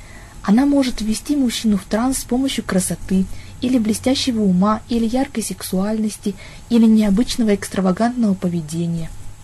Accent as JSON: {"language": "Russian", "town": "Chelyabinsk", "region": "Chelyabinsk Oblast", "country": "Russia", "said": "Я из Челябинска."}